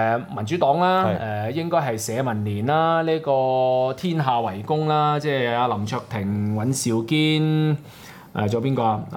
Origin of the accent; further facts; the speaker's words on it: Hong Kong; 啦，呢個唔係我哋香港人關注的問題啊嘛，大佬